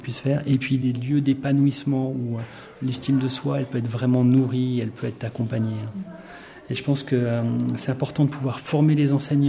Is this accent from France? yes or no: yes; France; Mon père était notaire et on était dans un village très rural. Et voilà, c'était le notable de la région. Je suis français, donc ça se passait en France.